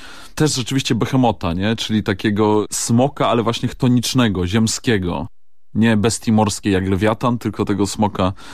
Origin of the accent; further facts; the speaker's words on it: Silesian Voivodeship, Poland; accent: Silesian; ja od dziecka mówię po śląsku.